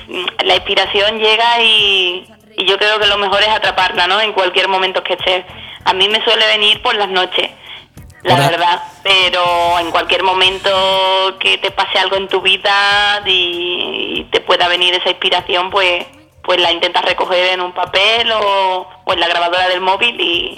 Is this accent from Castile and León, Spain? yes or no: no; Seville, Andalusia, Spain; De donde vengo, de la raíz de Sevilla.